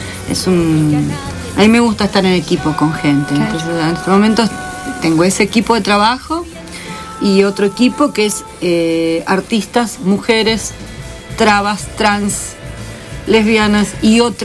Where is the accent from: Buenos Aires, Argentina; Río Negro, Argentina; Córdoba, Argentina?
Buenos Aires, Argentina; Ya venía de provincia, yo soy de provincia de Buenos Aires